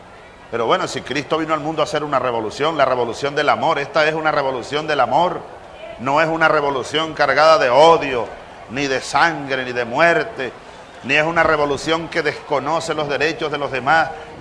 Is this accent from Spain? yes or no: no; Venezuela; como hermanos, como compatriotas venezolanos